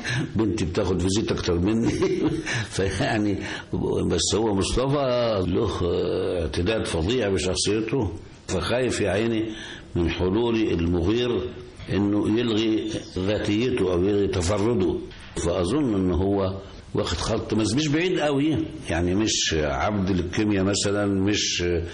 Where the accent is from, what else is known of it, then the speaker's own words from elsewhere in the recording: Gharbia, Egypt; فيبقى انا من هولين مركز السنطة مدرية طنطا